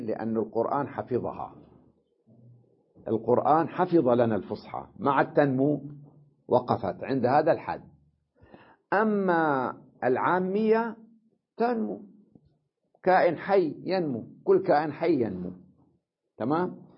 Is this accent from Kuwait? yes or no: no; Syria; بينما عندنا بسوريا، تمام؟ كلها بالفصحى